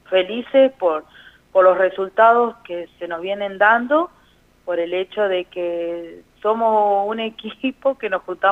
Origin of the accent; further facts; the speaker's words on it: Carro Quemado, La Pampa, Argentina; now in Victorica, Argentina; Yo pertenezco soy de Carro Quemado, pero estoy viviendo hoy por hoy en Victorica.